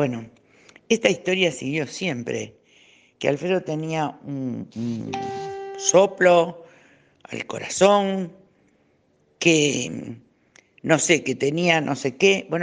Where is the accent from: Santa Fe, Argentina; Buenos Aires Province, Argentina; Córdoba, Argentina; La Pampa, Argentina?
Santa Fe, Argentina; Yo soy oriunda de Santa Fe como él